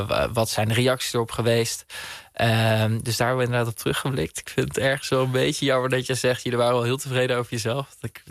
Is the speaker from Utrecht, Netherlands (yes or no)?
yes; Bunnik, Utrecht, Netherlands; ik in mijn jonge jaren in Bunnik opgegroeid ben tegenover een schoolplein.